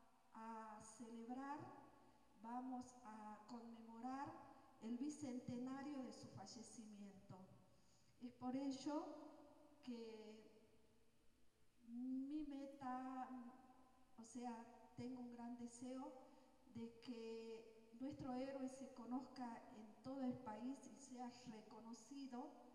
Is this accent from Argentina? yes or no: yes; Salta, Argentina; Yo soy de aquí, de Salta, hermana de César.